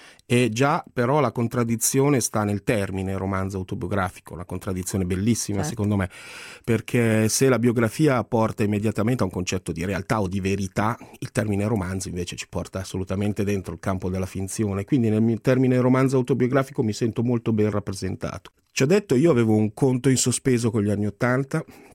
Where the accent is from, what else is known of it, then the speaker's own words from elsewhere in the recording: Milan, Lombardy, Italy; Io sono un ragazzo nato e cresciuto in Piazzale Lotto, quindi mi fa sempre effetto tornare qui perché poi non ci ho più abitato, sono più abitato in altre zone di Milano.